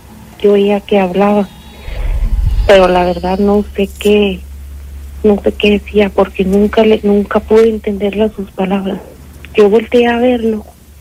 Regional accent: San Miguel de Allende, Guanajuato, Mexico; yo soy originaria de San Miguel de Allende.

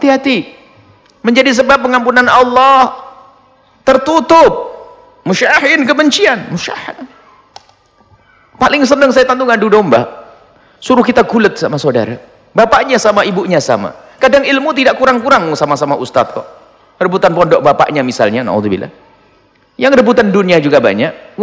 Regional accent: East Java, Indonesia; di masyarakat Jawa ada, Jawa Timur maksudnya, Jawa Timur dulu ada, di kampung kami itu ada, kalau menjelang bulan Ramadan ada istilahnya itu megengan gitu.

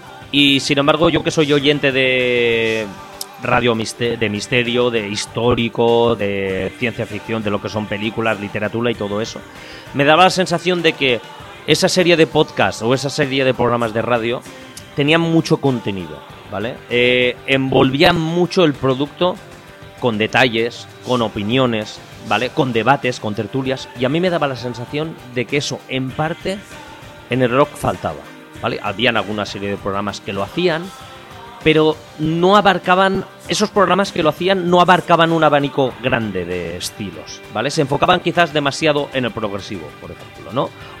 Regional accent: Ontinyent, Valencian Community, Spain; yo entonces tendría unos 14-15 años, estaba estudiando formación profesional textil, la rama textil aquí en mi pueblo, en Ontinyent.

